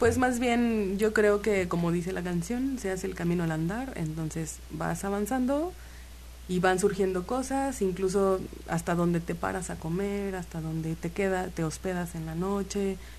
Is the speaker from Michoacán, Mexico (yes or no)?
no; Xalapa, Veracruz, Mexico; now in Cancún, Mexico; Yo soy de aquí de Jalapa y me fui a Cancún.